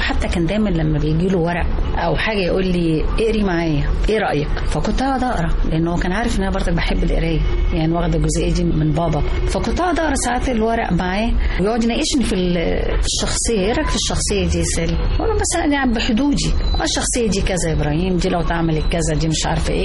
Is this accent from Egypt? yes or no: yes; Egypt; عشاني انا كأم مصرية